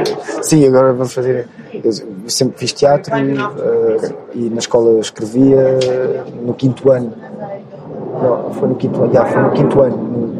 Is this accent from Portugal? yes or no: yes; Portugal; also born or lived in South Africa; eu cresci, estive a morar na África do Sul, quando era mais novo. O meu irmão mais novo nasceu lá. E depois, quando nós voltamos para Portugal, no quinto ano